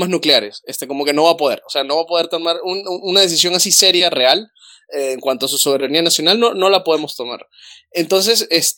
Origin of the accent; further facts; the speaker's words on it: Venezuela; yo soy venezolano